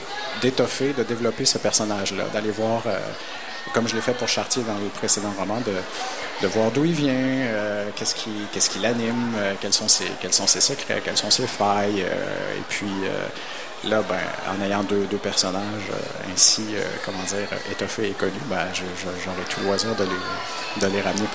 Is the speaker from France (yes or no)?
no; Quebec, Canada; Je viens d'Abitibi, je viens d'une petite ville où la population autochtone est très nombreuse. J'ai grandi avec la conscience d'une distinction qui était faite